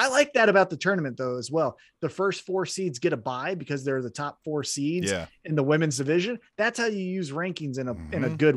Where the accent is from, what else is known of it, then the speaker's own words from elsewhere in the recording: Independence, Missouri, United States; I'm just worried because he's going to be saying next week about my hometown. Like, it's not Kansas City. It's specifically Independence.